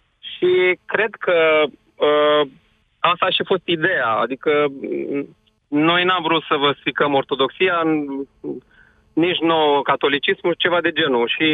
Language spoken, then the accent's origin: Romanian; Iași, Iași County, Romania; eu sunt din Iași